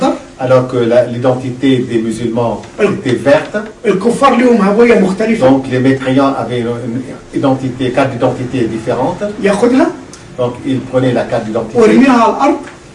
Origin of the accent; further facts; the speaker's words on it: Egypt; Ma sœur était chez nous en Égypte trois mois plus tôt.